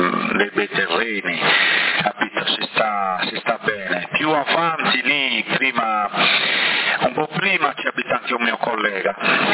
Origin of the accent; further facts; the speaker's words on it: Bonorva, Sardinia, Italy; born there; Sono nato a Bonorva, noi avevamo una casa colonica, grande, avevamo più di 200 ettari di terreno, vigna, eccetera, avevamo un'azienda, capito, con silos, mungitrici, quindi io sono l'unico della famiglia che sono nato là.